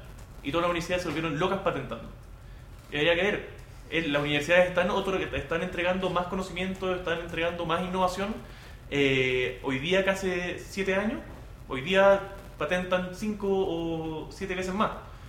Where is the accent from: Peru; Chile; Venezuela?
Chile; Hola, nosotros somos de Chile.